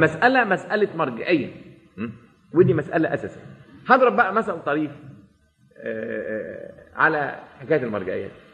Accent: Alexandria, Alexandria Governorate, Egypt; وأنا يعني من نشأت في مدينة الإسكندرية قبل أن تنحط وتصبح مدينة حديثة

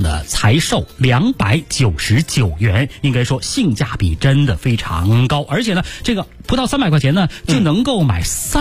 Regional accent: Beijing, China; 但是在我们北京人面前呢好像都不及茉莉花茶

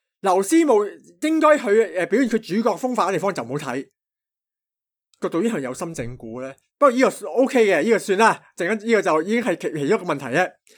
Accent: Hong Kong; 我哋香港人就成日，即系我哋亚洲人啦，

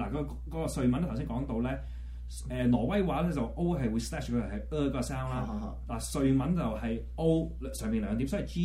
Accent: Hong Kong; 瑞典人對我哋香港人嘅觀感非常之唔錯嘅

